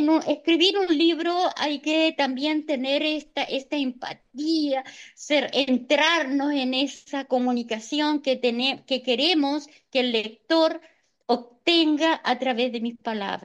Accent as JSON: {"language": "Spanish", "town": "Lago Rapel", "region": "O'Higgins", "country": "Chile", "said": "yo soy la misma, soy latina, nunca niego mis raíces, soy de Lago Rapel, de Chile."}